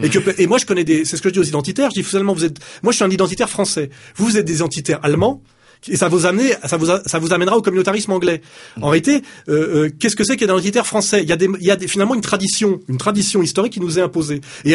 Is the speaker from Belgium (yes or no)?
no; France; je ne peux pas me permettre de vouloir qu'une autre équipe que l'équipe de France gagne, car je suis français